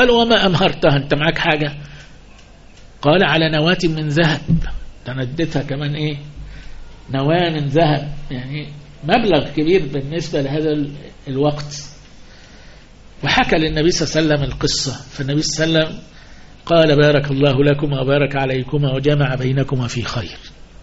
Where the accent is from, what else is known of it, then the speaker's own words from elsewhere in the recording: Upper Egypt, Egypt; زي عندنا في الصعيد يقول باه باه